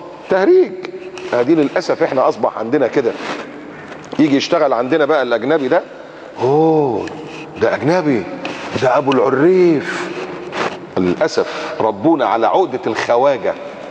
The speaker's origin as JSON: {"language": "Arabic", "country": "Egypt", "said": "دي بلدنا وأنا مصري"}